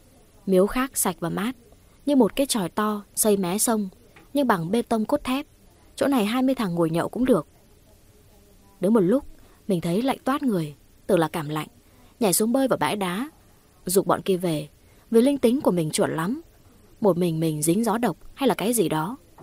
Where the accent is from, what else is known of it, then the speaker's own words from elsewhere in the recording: Kim Bảng, Hà Nam, Vietnam; Quê mình thì có thể là các bạn biết rồi đấy, sông núi khá nhiều, đặc biệt là bên Kim Bảng có chùa Ông bên cạnh chùa Bà Đang.